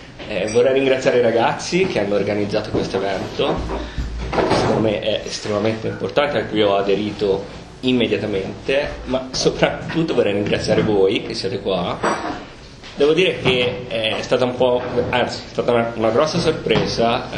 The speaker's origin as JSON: {"language": "Italian", "town": "Piombino", "region": "Tuscany", "country": "Italy", "said": "io vengo da Piombino originariamente, quindi in provincia di Livorno, vero che c'è una centrale siderurgica gigantesca"}